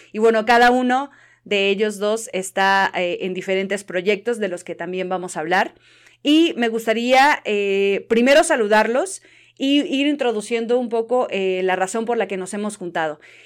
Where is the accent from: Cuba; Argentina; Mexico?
Mexico; Hidalgo; los tres somos hidalguenses de diferentes partes del estado de Hidalgo